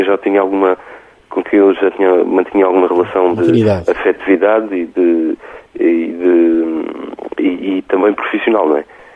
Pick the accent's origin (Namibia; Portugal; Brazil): Portugal; Beja; Ele é meio mesmo vizinho, eu sou de Beja